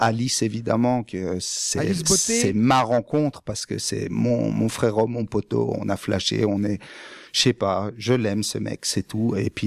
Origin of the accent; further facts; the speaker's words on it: Grand Est, France; Il est de Brest, moi, je suis des Vosges, donc on est opposés.